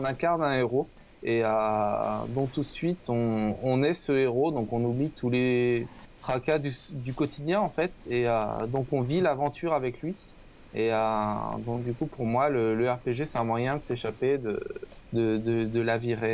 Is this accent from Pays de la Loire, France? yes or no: yes; Le Mans, Pays de la Loire, France; Donc je viens du Mans